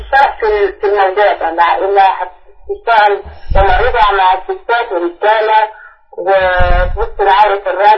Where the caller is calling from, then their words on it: Netherlands; من هولندا عندي سؤال لو سمحت